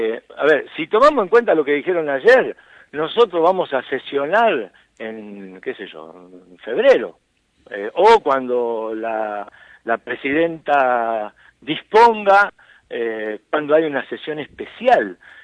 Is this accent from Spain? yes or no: no; Cuartel V, Buenos Aires Province, Argentina; Yo soy de Cuartel Quinto